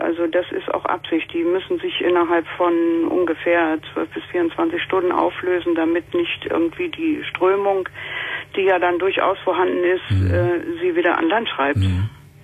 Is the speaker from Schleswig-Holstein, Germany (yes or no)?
yes; Schleswig-Holstein, Germany; werde also in meine alte Heimat nach Schleswig-Holstein ziehen.